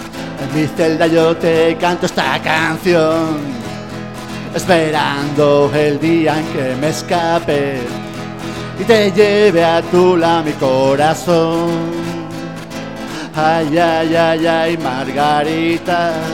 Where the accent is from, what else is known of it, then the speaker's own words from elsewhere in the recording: Elche, Valencian Community, Spain; vengo desde Elche